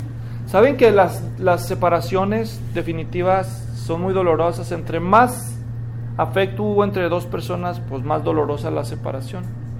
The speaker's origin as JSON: {"language": "Spanish", "country": "Mexico", "said": "pero yo soy mexicano, tengan compasión de mí"}